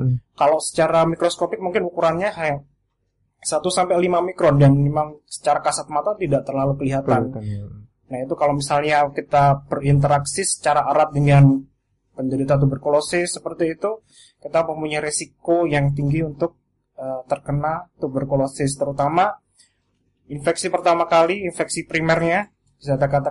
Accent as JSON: {"language": "Indonesian", "town": "Klaten", "region": "Central Java", "country": "Indonesia", "said": "Aslinya dari Klaten, tinggalnya di Klaten."}